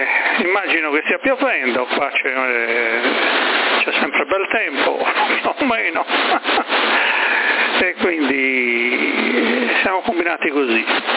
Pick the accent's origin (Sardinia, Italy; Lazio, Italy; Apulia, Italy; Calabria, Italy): Sardinia, Italy; Sassari; sono di Sassari, però non lo parlo molto spesso il sassarese, più che altro quando lo parlo lo rovino tutto lì.